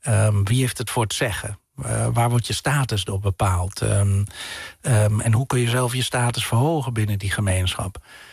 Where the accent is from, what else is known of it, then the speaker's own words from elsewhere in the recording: Netherlands; also born or lived in England; vooral toen ik in Engeland woonde, wordt natuurlijk je nationale identiteit heel erg versterkt, je Nederlandse identiteit